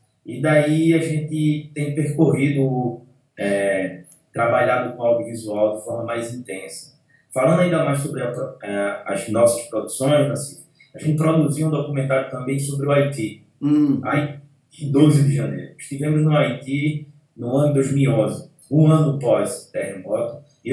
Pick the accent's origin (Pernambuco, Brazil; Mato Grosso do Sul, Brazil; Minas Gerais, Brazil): Pernambuco, Brazil; como pernambucano, que trabalha com audiovisual aqui no estado de Pernambuco